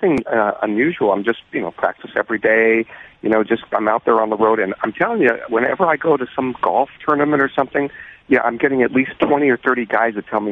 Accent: Seattle, Washington, United States; Well, I'm from Seattle, so I got to play for my Seahawks.

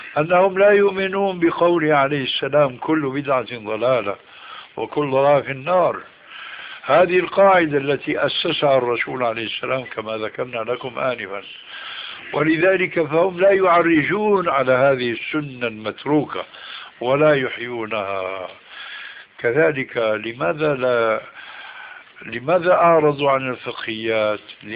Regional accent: Syria; كل واحد كما يقولون عندنا في الشام

